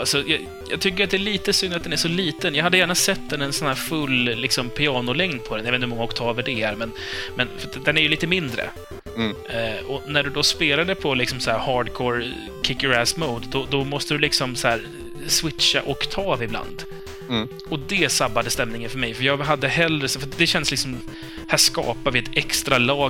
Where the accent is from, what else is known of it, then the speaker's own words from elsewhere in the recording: Iran; now in Sweden; Så, nej, jag är iranier.